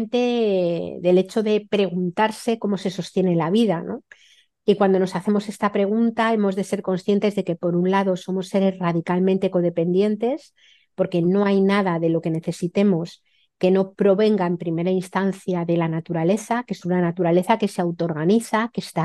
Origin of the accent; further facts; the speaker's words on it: Madrid, Community of Madrid, Spain; vengo de una familia súper urbanita, es decir, soy madrileña, mi familia era súper urbana, no habíamos tenido un huerto en la vida